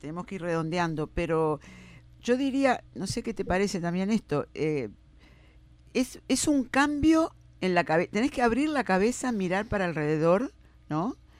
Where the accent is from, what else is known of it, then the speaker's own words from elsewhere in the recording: Uruguay; Porque se acepte el portuñol, que somos todos uruguayos